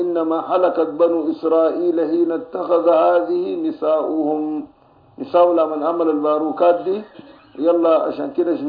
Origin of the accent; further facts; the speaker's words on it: Sudan; نحن هنا عندنا في السودان وفي غيرها من الدول الإفريقية بنعمل الوسم ده